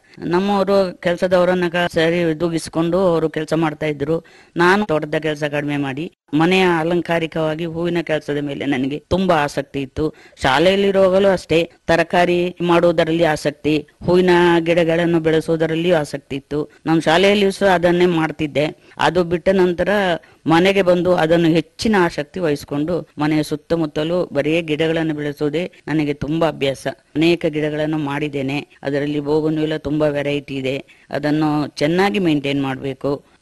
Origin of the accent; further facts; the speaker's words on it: Cherambane, Karnataka, India; ನಾನು ಹುಟ್ಟಿದ್ದು ಚೇರಂಬಣೆ, ಬೆಂಗೂರು ಗ್ರಾಮದಲ್ಲಿ. ಚೇರಂಬಣೆಯಲ್ಲಿ ಓದಿದೆ, ಪ್ರಾಥಮಿಕ ಶಾಲೆಯನ್ನು ಮುಗಿಸಿ ಆಮೇಲೆ ಹೈಸ್ಕೂಲು ನಾಪೋಕ್ಲಲ್ಲಿ 1 ವರ್ಷ ಓದಿ ಪುನಃ ಚೇರಂಬಣೆ ಜೂನಿಯರ್ ಕಾಲೇಜಿಗೆ ಬಂದೆ. ಅಲ್ಲಿ ನಾನು SSLC ಮುಗಿಸಿದೆ.